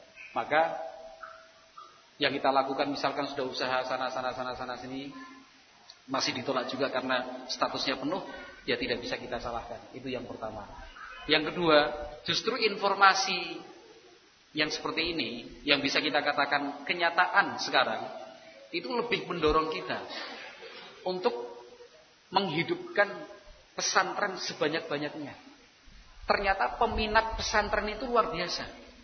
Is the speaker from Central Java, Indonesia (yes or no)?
yes; Kroya, Central Java, Indonesia; Artinya kalau karena kita orang Kroya ya pilihannya ya yang dekat-dekat saja kan begitu ya.